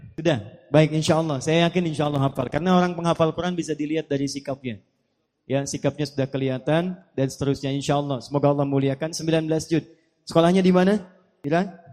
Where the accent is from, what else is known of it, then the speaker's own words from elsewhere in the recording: Pandeglang, Banten, Indonesia; born there; saya lahir juga di Pandeglang. Ibu saya dari Menes. Dan keluarga besar kami juga dari Menes.